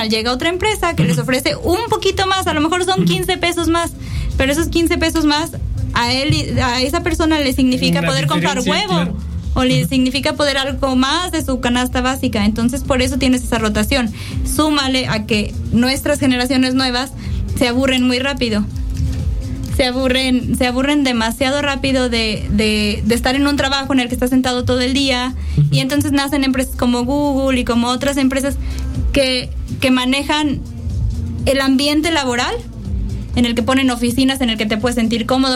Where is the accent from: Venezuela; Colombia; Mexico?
Mexico; Y tenemos que aprender como mexicanos